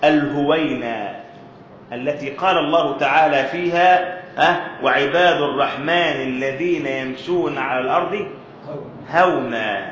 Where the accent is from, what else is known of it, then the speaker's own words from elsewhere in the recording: Egypt; اللي احنا بنسميه عندنا في مصر يقول لك ده ماشي بيمد